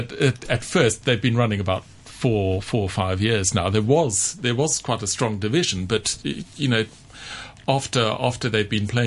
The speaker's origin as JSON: {"language": "English", "country": "South Africa", "tie": "born there", "said": "I was born in South Africa, and as a musician"}